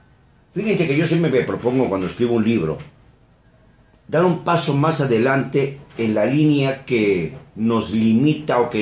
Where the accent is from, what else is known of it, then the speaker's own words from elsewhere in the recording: Mexico; hablar de los mexicanos, porque también yo soy mexicano